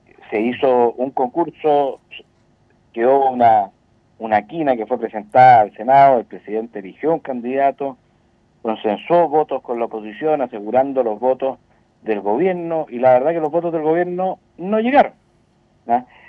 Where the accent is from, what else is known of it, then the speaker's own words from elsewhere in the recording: Chile; con información más allá de la que podemos tener nosotros como chilenos, incluso como parlamentarios